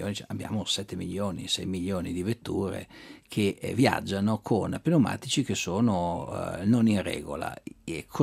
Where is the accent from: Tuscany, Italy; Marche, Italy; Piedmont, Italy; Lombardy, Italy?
Lombardy, Italy; Milan; io sono milanese, quindi non è che non voglio assolutamente puntare il dito contro la mia città